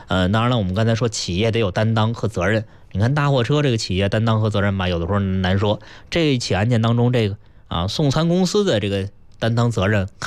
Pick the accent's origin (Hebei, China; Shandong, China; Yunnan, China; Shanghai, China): Yunnan, China; Tengchong; 北京往北啊越冷，要是到南方，我老家云南这个腾冲一年四季鲜花盛开，